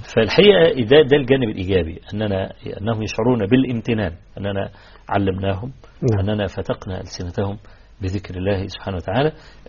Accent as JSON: {"language": "Arabic", "country": "Egypt", "said": "انا شاب فقير وجاي من مصر وجاي فقط لاطلب العلم عندك"}